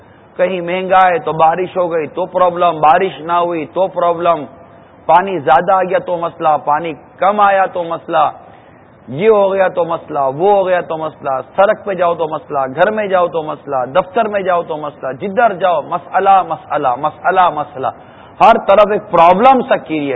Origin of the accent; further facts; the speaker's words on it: Karachi, Sindh, Pakistan; born there; میری بھی باب المدینہ کی پیدائش ہے